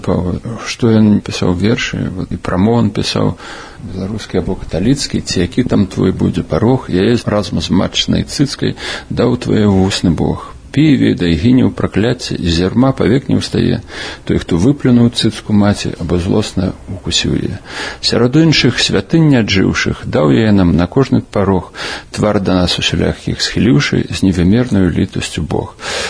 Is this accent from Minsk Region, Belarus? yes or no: yes; Dzenavishki, Minsk Region, Belarus; now in Minsk, Belarus; Я нарадзіўся ў Дзенавішках, так у паспарце напісана. Але на самай справе было, нарадзіўся я ў Мядзельскім роддоме. У гэты час уже бацькі пераязджалі ў Дзенавішкі, зараз гэтай вёскі няма, аб'єднали, зараз на Лылойцямі называецца.